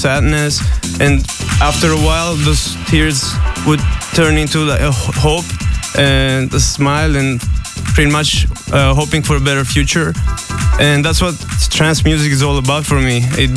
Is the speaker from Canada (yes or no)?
no; Greece; now in Los Angeles, United States; Yeah, I live in LA, but I come from Greece.